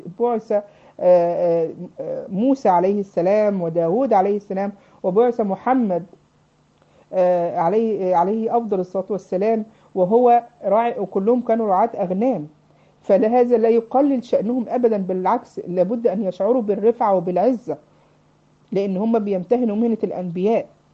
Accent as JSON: {"language": "Arabic", "country": "Egypt", "said": "عارفين يا بنات عندنا في مصر يسموا النجع، النجوع والكفور"}